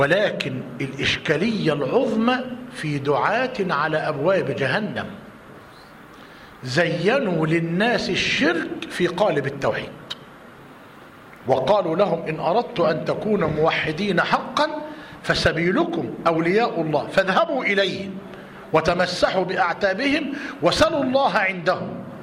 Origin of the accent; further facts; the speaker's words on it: Egypt; عندنا في مصر لما قعدنا نسأل ونتطقص